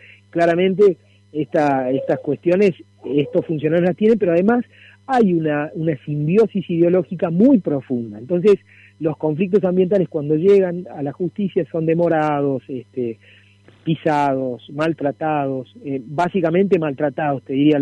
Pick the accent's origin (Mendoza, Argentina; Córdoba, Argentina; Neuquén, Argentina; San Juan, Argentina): Córdoba, Argentina; Córdoba forma parte de una nación, ¿no? Los cordobeses somos argentinos